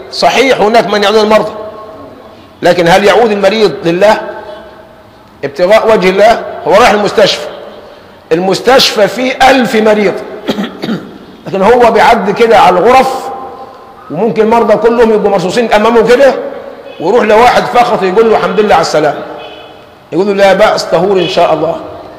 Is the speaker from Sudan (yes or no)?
no; Egypt; عندنا كمصريين في اللازمة بتاعتنا